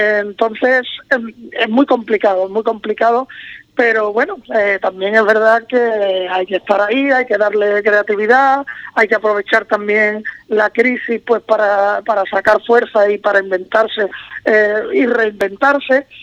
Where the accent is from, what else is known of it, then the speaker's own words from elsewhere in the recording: Cádiz, Andalusia, Spain; now in Madrid, Spain; Yo siempre digo que si yo soy de Cádiz, pero llevo muchos años fuera, ¿no? Viviendo en Madrid.